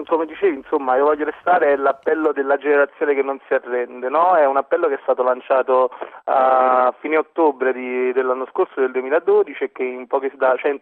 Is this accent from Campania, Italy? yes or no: yes; Naples, Campania, Italy; Io vengo da Napoli